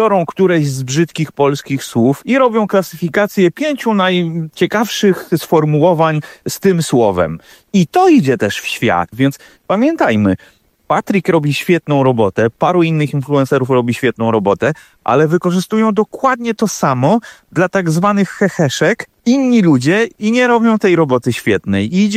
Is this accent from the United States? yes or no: yes; Arkansas, United States; Polish is a second language; now in Poland; pochodzę ze Stanów Zjednoczonych, konkretnie ze stanu Arkansas